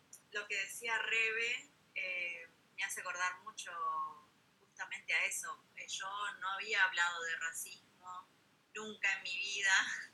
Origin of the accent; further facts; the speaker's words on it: Argentina; Como que no soy totalmente argentina, porque bueno, no tengo los supuestos rasgos que debería tener, ¿no? Porque claro, vos me prendes la tele y todas las publicidades que salen de Argentina son todas personas blancas